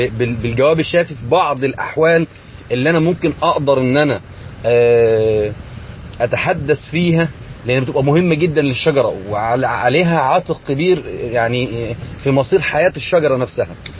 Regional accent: Egypt; أو زي ما يسمى عندنا في مصر السوسة المانجو

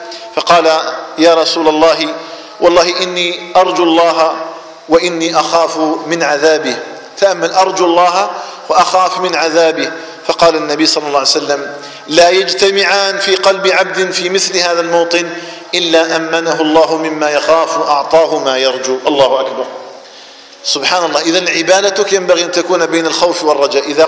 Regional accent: Algeria; بلدنا الجزائر

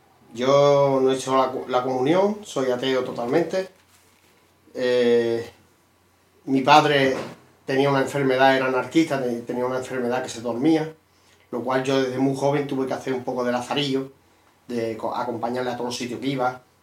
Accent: Sanlúcar de Barrameda, Andalusia, Spain; Sanlúcar de Barr

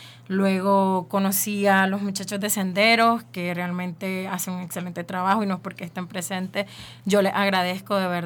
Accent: Nicaragua; yo soy de Nicaragua.

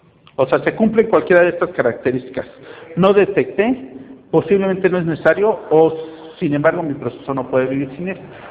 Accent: Mexico; yo era el único mexicano en ese proyecto

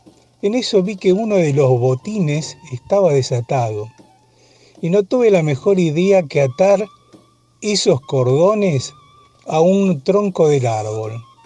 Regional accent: Rafael Calzada, Buenos Aires Province, Argentina; de Rafael Calzada, aunque hace muchísimos años que no vivo en Calzada, pero sigo siendo de Calzada.

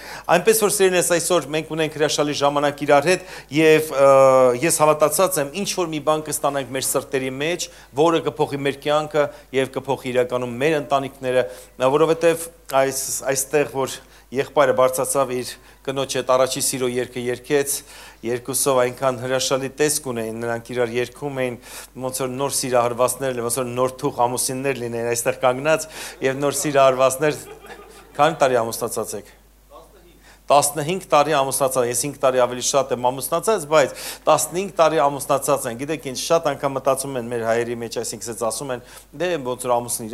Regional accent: Armenia; բացի ինձանից, որ ես Հայաստանից եմ եկել

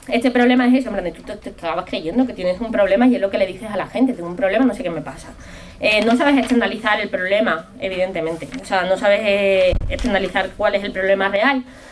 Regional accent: Cádiz, Andalusia, Spain; now in Madrid, Spain; Yo vengo de Cádiz, en Cádiz no hay metro, es una ciudad chiquitísima, pero muy muy pequeña, además mucho más pequeña que Vallecas.

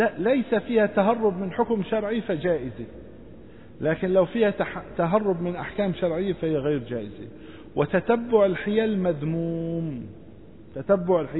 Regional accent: Syria; إلغاء الشفعة من القانون عندنا في سوريا

